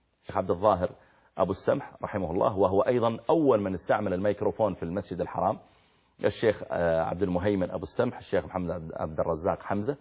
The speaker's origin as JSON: {"language": "Arabic", "country": "Saudi Arabia", "said": "عاد ومدائن صالح اللي موجودة عندنا في السعودية الآن قريب من المدينة"}